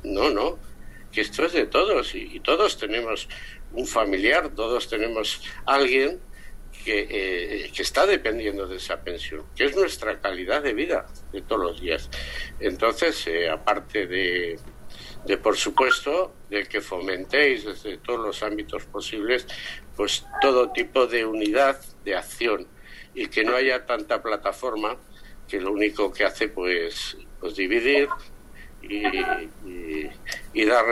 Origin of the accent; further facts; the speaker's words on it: Zaragoza, Aragon, Spain; pues soy de Zaragoza